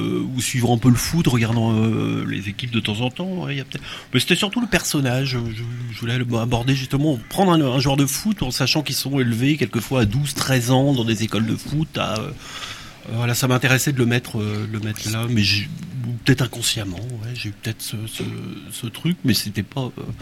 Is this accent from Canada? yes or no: no; Quimper, Brittany, France; born there; je suis né à Quimper, ma mère est de Camaret, c'est une fille de Camaret